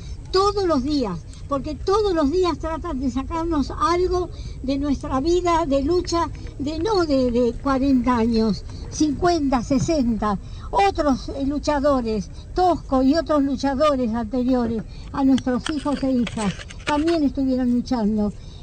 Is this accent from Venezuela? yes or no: no; Argentina; esto es la indignación y la vergüenza como argentina